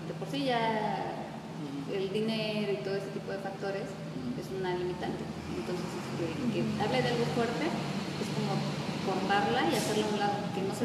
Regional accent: Mexico; todo eso está pasando en mi país, porque era un documental de México.

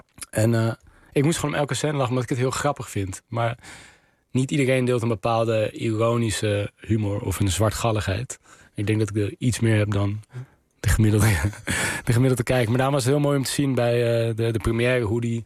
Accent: Amsterdam, North Holland, Netherlands; Ik ben in Nieuw-Sloten opgegroeid bij Amsterdam-Osdorp. Op de grens

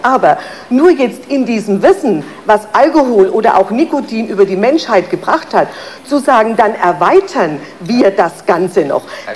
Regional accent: Bavaria, Germany; ich bin eine Fränkin. Ich trinke auch sehr gern einen Schoppenwein.

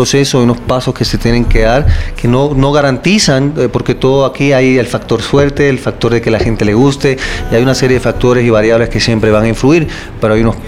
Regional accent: Puerto Rico; Yo soy puertorriqueño.

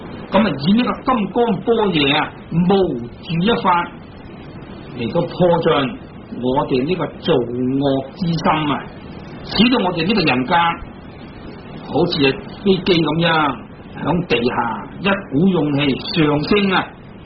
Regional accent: China; 好似我哋中国人读古文，咁啊读四书、读五经啊

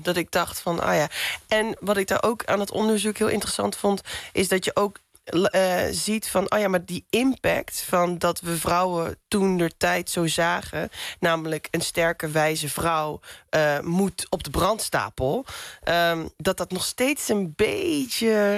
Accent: Roermond, Limburg, Netherlands; En in Roermond specifiek, waar ik vandaan kom...

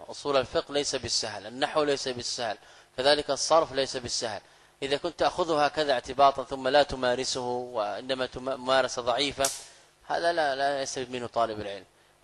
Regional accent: Saudi Arabia; يعني انا قادم من السعوديه

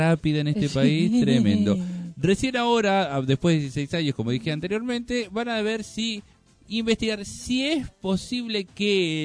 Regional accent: Argentina; Yo soy argentino.

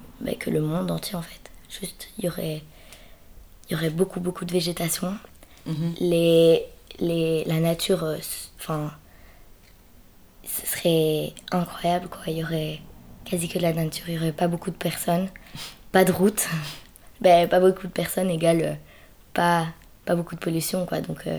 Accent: Belgium; j'ai 13 ans, je suis originaire de Belgique, voilà.

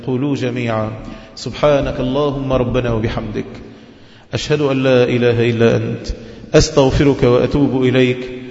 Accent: Egypt; سلم لنا بلدنا مصر. اللهم أمنا في بلدنا مصر، اللهم اجعلها بلد رخاء

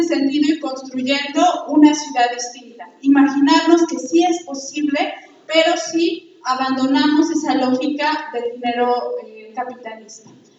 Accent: Mexico City, Mexico; vengo de la Ciudad de México

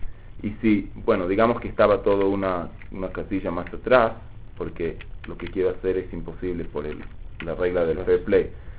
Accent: Uruguay; Sí, soy uruguayo, ¿no?

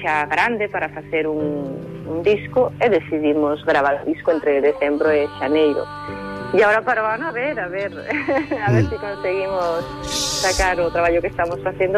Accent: Portugal; accent: northern Portuguese; Teño acento de portugués do norte.

